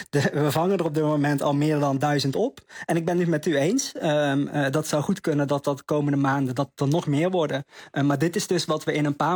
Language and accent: Dutch; North Brabant, Netherlands; now in Voorburg, Netherlands; Ik woon nu in Voorburg, vlakbij Den Haag. Ik kom eigenlijk uit Brabant, kun je heel mooi fietsen.